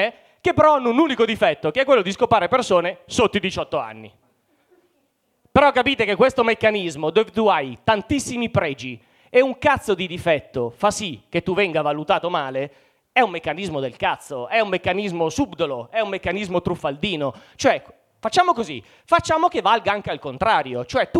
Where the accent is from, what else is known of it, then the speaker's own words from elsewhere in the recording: Mantua, Lombardy, Italy; avevo 20 anni, quindi parliamo di 19 anni fa, facevo l'università a Parma, io sono di Mantova, quindi Parma era molto comoda